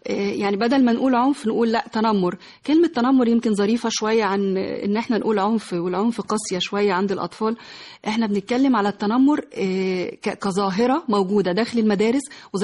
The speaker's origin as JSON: {"language": "Arabic", "country": "Egypt", "said": "احنا كمصريين كشعب مصري ما بنهتمش قوي بقصة العلاج النفسي"}